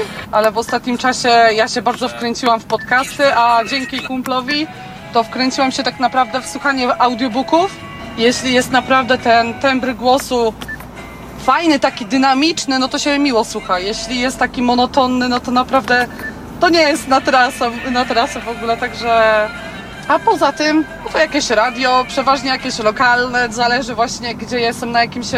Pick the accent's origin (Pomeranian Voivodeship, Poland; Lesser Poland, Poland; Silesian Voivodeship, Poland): Pomeranian Voivodeship, Poland; Ja jestem miłośniczką kaszub. Ja się zresztą na Kaszubach wychowałam i jakoś to jest chyba moje miejsce na ziemi.